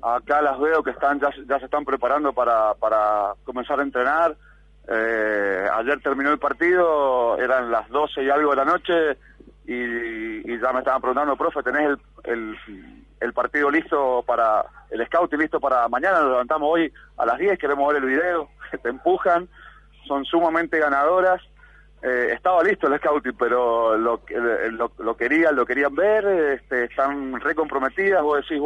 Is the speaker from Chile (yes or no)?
no; Argentina; eso siempre como argentino